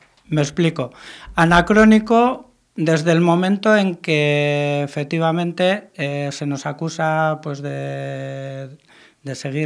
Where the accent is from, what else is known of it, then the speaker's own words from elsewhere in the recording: Mundaka, Basque Country, Spain; now in Bilbao, Spain; yo vivo en Bilbao pero soy de Mundaka